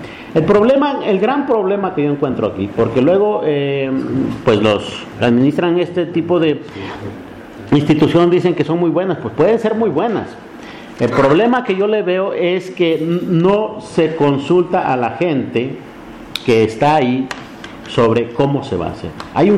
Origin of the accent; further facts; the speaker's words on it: Oaxaca, Mexico; porque están en Oaxaca, y yo soy de Oaxaca